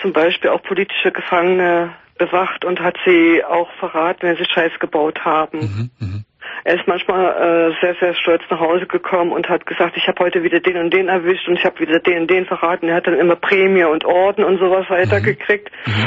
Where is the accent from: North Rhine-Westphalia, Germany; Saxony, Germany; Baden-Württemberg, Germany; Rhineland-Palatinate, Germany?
Saxony, Germany; Hoyerswerda; Also, ich komme aus Sachsen, aus der wunderschönen Stadt Hoyerswerda, in der Lausitz.